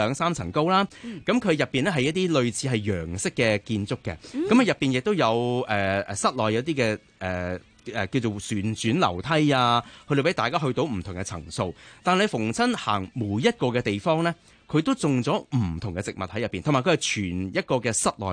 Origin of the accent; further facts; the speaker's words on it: Hong Kong; 其實我哋香港人咧去旅遊嘅時候